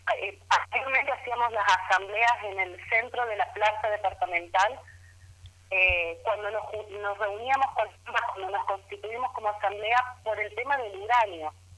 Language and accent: Spanish; Argentina; necesitamos unirnos como pueblo argentino